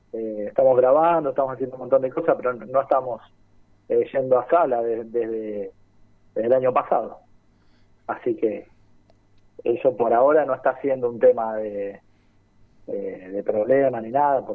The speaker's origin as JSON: {"language": "Spanish", "town": "Caseros", "region": "Buenos Aires Province", "country": "Argentina", "said": "Tenemos gente de La Luz, gente de General Rodríguez, de Cava, y yo soy de Caseros, así que estamos dispersos por todos lados."}